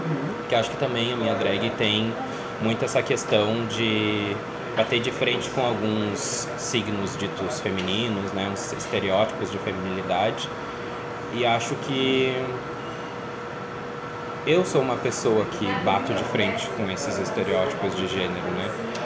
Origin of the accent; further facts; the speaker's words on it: Porto Alegre, Rio Grande do Sul, Brazil; E aí eu montei na casa de um amigo meu, que eu sou de Porto Alegre